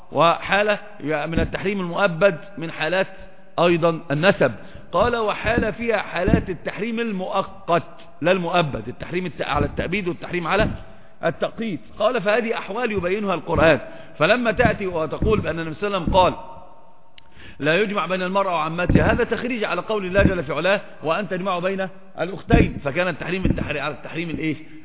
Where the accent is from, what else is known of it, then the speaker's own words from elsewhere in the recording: Upper Egypt, Egypt; أصلا عندنا في مصر برضو نفس الحكاية، في سمع وطاعة بس بيخرج. أصلا أنا صعيدي، فأنا ما ينفعش مع صعيدي